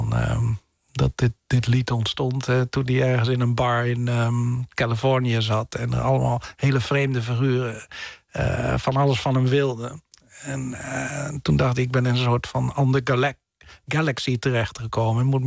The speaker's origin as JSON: {"language": "Dutch", "country": "Netherlands", "also_born_or_lived": "England", "said": "vooral toen ik in Engeland woonde, wordt natuurlijk je nationale identiteit heel erg versterkt, je Nederlandse identiteit"}